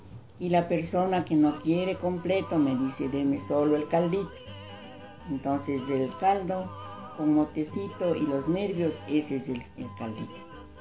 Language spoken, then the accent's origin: Spanish; Tumbaco, Pichincha, Ecuador; Yo soy legítima tumbaqueña. Fueron mis abuelos, mis padres, tumbaqueños y yo tumbaqueña.